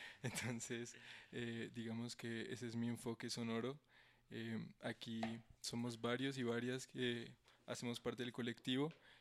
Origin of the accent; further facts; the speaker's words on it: Boyacá, Colombia; now in Bogotá, Colombia; yo soy de Boyacá, yo soy antropólogo